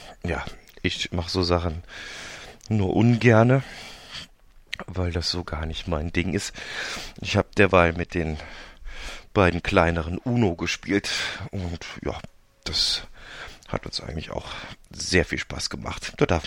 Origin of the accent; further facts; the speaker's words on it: Cologne, North Rhine-Westphalia, Germany; sage ich natürlich als Kölsche Jung auch jedes Mal